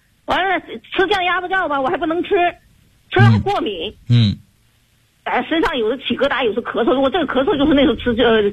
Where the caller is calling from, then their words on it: Guangzhou, Guangdong, China; 我是来自广州市的学员。